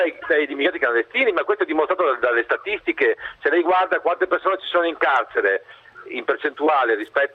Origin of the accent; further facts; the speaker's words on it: Parma, Emilia-Romagna, Italy; come se io che sono di Parma facessi il sindaco di New York